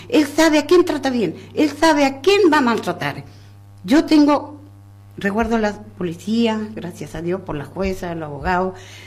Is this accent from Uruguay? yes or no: no; Chile; moved away as an adult; now in Argentina; Sí, soy chilena, pero ya llevo 50 años casi acá.